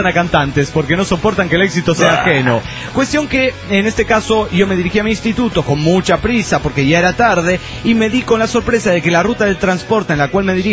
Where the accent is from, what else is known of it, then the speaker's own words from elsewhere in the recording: La Paz, Bolivia; de La Paz, Bolivia.